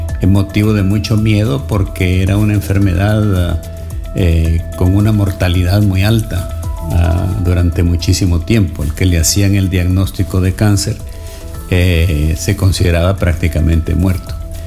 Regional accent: Honduras; Yo estudié medicina en El Salvador, aunque soy hondureño

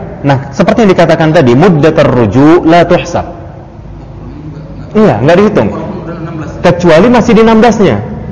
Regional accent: North Sumatra, Indonesia; Dan bagi saya Sumut adalah kampung saya, begitu.

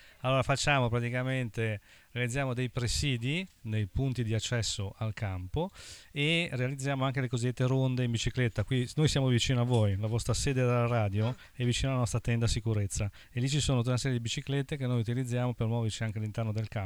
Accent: Genoa, Liguria, Italy; Vengo da Genova e lavoro a Genova

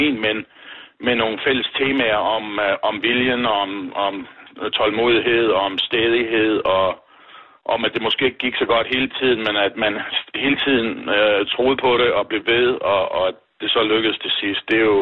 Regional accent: Struer, Central Denmark Region, Denmark; Det var jeg jo vant til fra barndomsben at være med i klubmiljøet derhjemme i Struer.

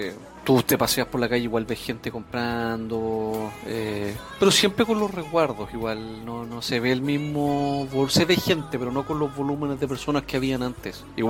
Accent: Chile; soy de Chile

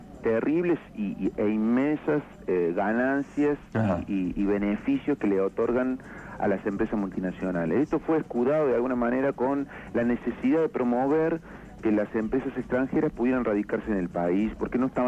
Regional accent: Córdoba, Argentina; accent: cordobés; moved away as an adult; now in Esquel, Argentina; notarás por mi tonada, yo soy cordobés, hace 7 años que estoy radicado en Esquel

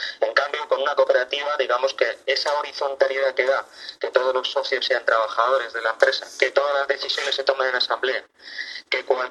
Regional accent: Madrid, Community of Madrid, Spain; somos de Aluche de toda la vida y hemos estado mucho tiempo en Carabanchel, pero en los últimos tiempos estamos aquí en Usera, aunque no estamos muy integrados, muy asentados, muy enraizados en el barrio y en el distrito

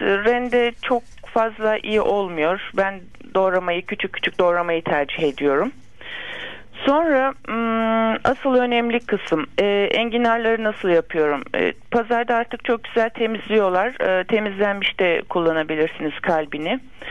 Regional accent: Bursa, Turkey; Ben Bursalıyım.

